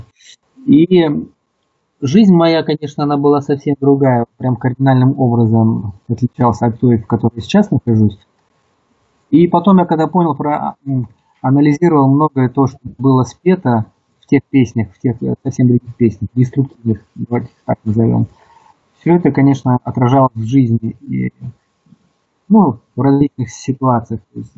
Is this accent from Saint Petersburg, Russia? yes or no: no; Irkutsk Oblast, Russia; moved away; сами мы из Сибири. Я из Иркутской области приехал в столицу